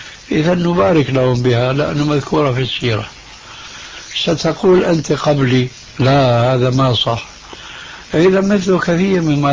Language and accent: Arabic; Syria; عندنا في سوريا